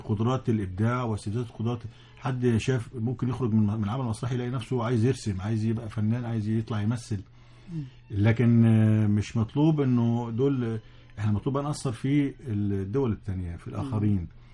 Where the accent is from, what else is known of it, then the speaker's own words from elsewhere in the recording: Egypt; في تونس كنا بنمشي يعني العيال الصغيرين يعرفوا ان احنا مصريين،